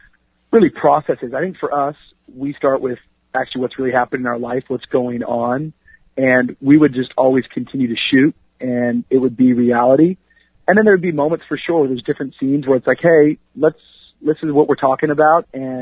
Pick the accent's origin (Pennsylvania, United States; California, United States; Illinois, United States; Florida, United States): Florida, United States; Miami; also born or lived in Tacoma; me growing up in Tacoma, me growing up in Miami, that's kind of where all my formative years happened. I, you know, elementary and junior high was in Washington, and then high school and up until now I've been in Miami.